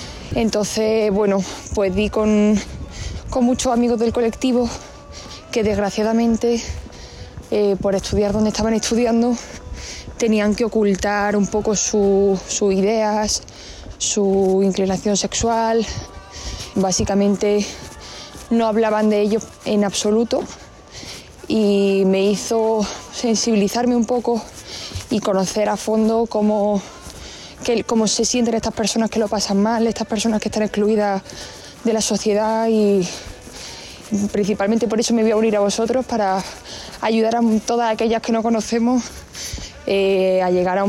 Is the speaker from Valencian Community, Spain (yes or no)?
no; Granada, Andalusia, Spain; now in Madrid, Spain; Soy periodista, vivo ahora mismo en Madrid, pero soy de Granada